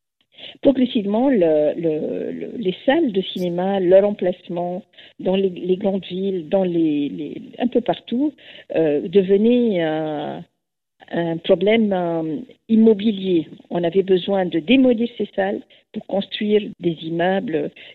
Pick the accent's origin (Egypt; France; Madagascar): Egypt; que j'ai eu la chance de connaître pendant mon enfance en Égypte